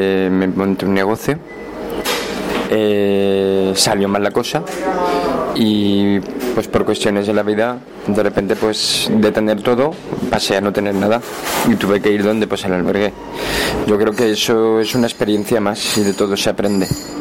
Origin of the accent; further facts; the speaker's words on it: Zaragoza, Aragon, Spain; De Zaragoza.